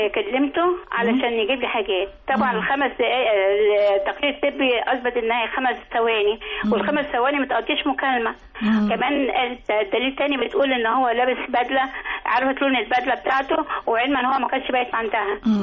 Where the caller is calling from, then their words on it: Alexandria, Alexandria Governorate, Egypt; من اسكندرية إن شاء الله